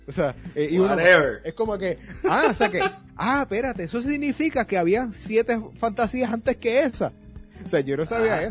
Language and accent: Spanish; Bayamón, Puerto Rico; Yo soy de Bayamón, nativo de Bayamón, pero mis abuelos, que descansen en paz, eran de Utuado.